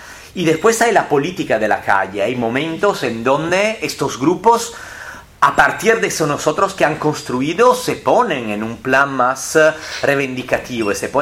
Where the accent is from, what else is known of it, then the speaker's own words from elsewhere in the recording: Sardinia, Italy; Y los folclores de los paisanos de Sardeña, que es la región de donde yo vengo